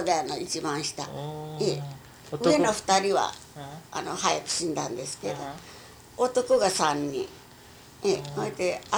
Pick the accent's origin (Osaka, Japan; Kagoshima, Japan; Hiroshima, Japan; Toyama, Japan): Hiroshima, Japan; born there; 生まれたんかな、日本の広島で生まれたん